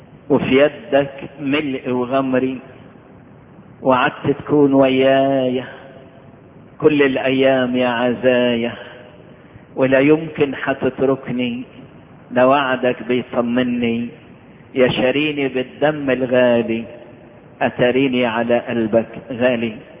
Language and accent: Arabic; Egypt; واحنا نشكر ربنا اللي حبى بلدنا مصر